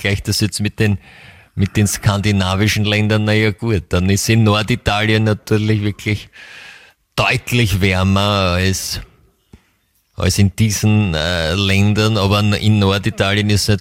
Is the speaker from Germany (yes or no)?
no; Vienna, Austria; für mich als, zumindest als Wienerin, hat es schon ein klar südliches Flair